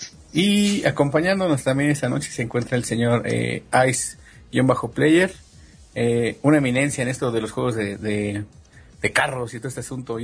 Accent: Mexico; los dejo todo al último como buen mexicano

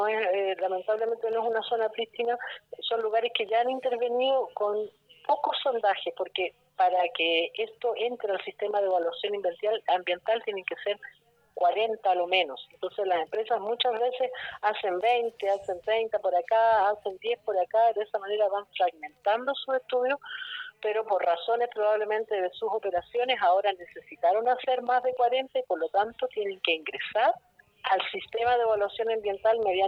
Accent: Chile; cómo nosotros, como chilenos, no podemos defender algo

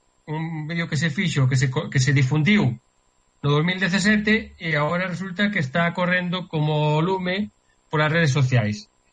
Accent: Galicia, Spain; que os que somos galegos, pois, che pase o pelo de punta, te sintes ben

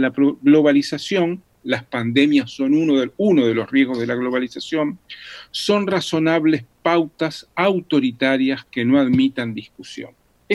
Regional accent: Uruguay; como en mi país, Uruguay

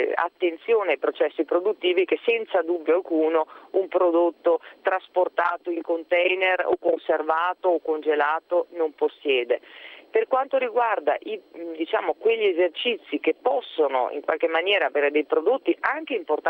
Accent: Veneto, Italy; io sono molto legata alle tradizioni italiane, in particolare a quella del mio territorio, del Veneto.

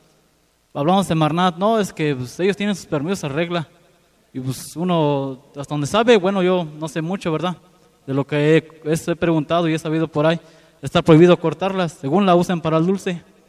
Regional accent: Victoria, Guanajuato, Mexico; vengo de Victoria, Guanajuato, y comentarles un poco de lo que pasa hacia allá.

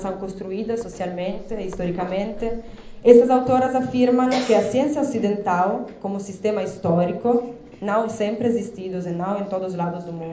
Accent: Italy; Portuguese is a second language; Eu sou italiana, portanto vou falar português lendo.

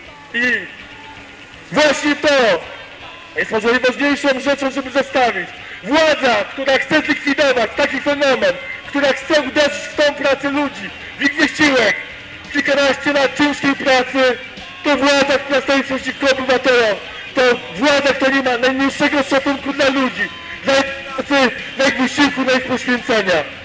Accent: Warsaw, Masovian Voivodeship, Poland; jako warszawiak, jako mieszkaniec większego miasta niż

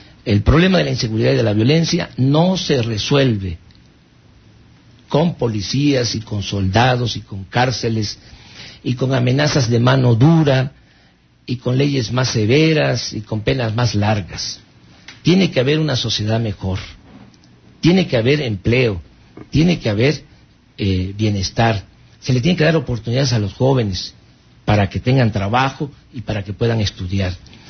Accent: Tepetitán, Tabasco, Mexico; Yo soy de Tepetitán.

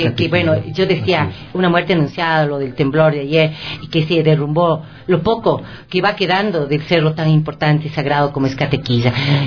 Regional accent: Ecuador; como somos los ecuatorianos?

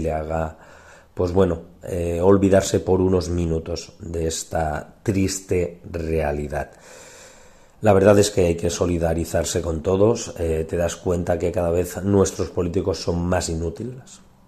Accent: Ontinyent, Valencian Community, Spain; la catástrofe cerca de mi pueblo, yo por suerte, Ontinyent, hemos tenido muchísima suerte y apenas nos ha tocado

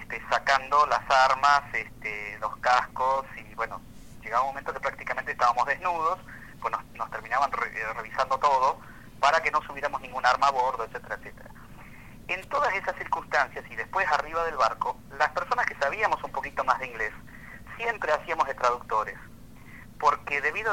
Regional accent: Argentina; tanto ingleses como argentinos estábamos armados

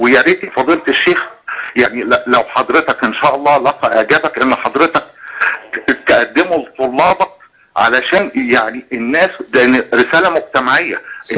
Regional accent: Egypt; لما كان موجود عندنا في مصر يعني كتير من الجنسيات وكان عندها حق المتاجره في مصر.

